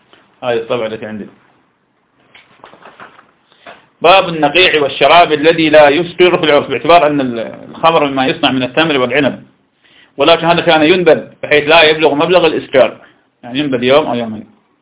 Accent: Iraq; accent: Iraqi; وإذا يصير شراب لقيت أنه يسمى نجوع في لهجتنا العراقية

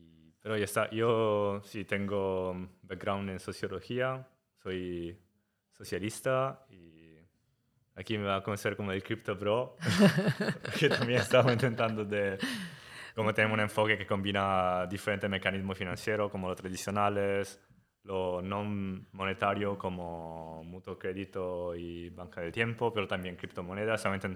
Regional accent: Italy; Spanish is a second language; moved away as an adult; now in Barcelona, Spain; Gracias, Mariló, por invitarme a este podcast. Y soy italiano, entonces perdona mi español, está un poco así, y catalán aún...

